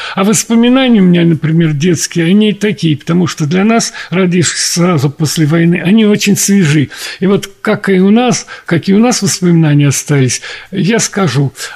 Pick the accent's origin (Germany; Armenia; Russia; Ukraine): Russia; Moscow; born there; потому что я родился в Москве